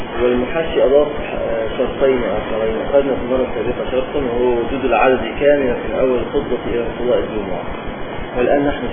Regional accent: Upper Egypt, Egypt; كما يحصل عندنا في الصعيد مثلا

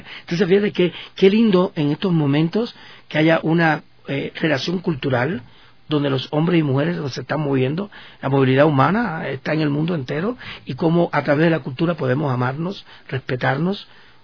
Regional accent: Cuba; con los docentes, que somos todos cubanos

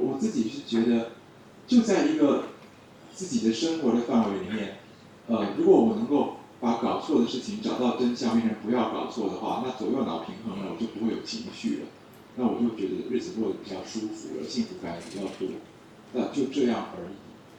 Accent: Taiwan; 我们台湾其实还好，我们台湾的中医界的人基本上都是凡人啊

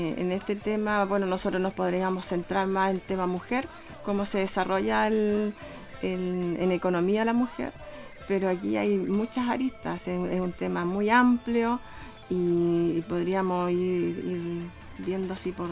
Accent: Penco, Biobío, Chile; soy de Penco, nacida, estudié, trabajé en Penco, soy pencona de corazón.

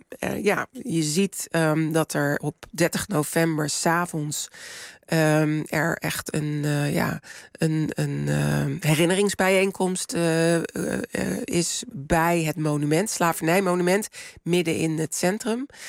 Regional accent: Delft, South Holland, Netherlands; Ik ben zelf geboren en getogen in Delft.

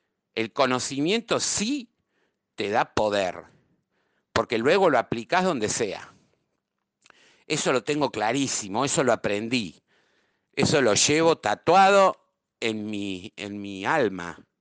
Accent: Argentina; also born or lived in Europe; salí de Europa despavorida. Había sido un fracaso la experiencia europea. Fueron 10 años. Entonces, cuando retorné a la Argentina

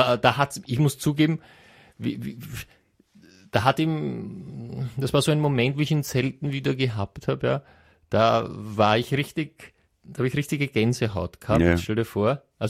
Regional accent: Padua, Veneto, Italy; Eben, du hast das richtig gesagt, ich komme ja aus Padua

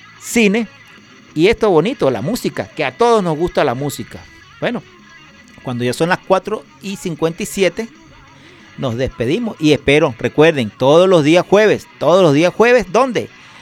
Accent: Caracas, Capital District, Venezuela; Somos de Katia.

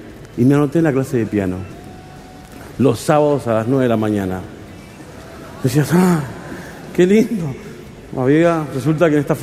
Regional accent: San Juan, Argentina; born there; now in Buenos Aires, Argentina; Nacimos en San Juan y nos vinimos a Buenos Aires a buscar el oro y el moro.

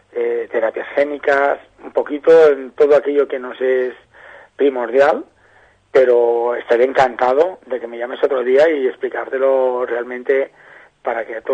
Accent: Catalonia, Spain; a mí me dicen que es que somos catalanes.

